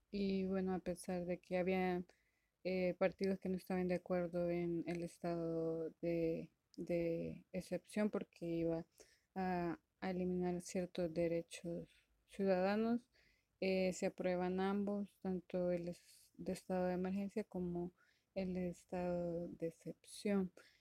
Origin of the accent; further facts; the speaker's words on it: El Salvador; soy de El Salvador